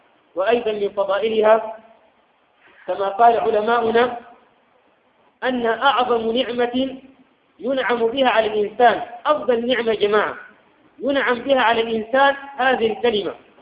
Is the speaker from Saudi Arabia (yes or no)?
no; Sudan; حتى الآن في بلادنا السودان ما يروح في كل مكان وإنما مناطق معينة